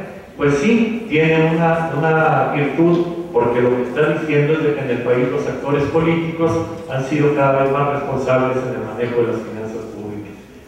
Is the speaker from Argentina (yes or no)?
no; Mexico; Nos encanta como mexicanos meternos en círculos viciosos, ¿sí?